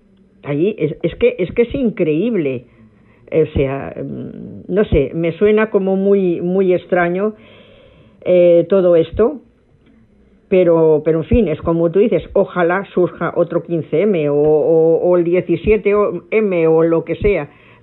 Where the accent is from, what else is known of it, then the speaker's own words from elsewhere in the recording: Spain; now in Madrid, Spain; yo soy español, como si los demás no lo fuéramos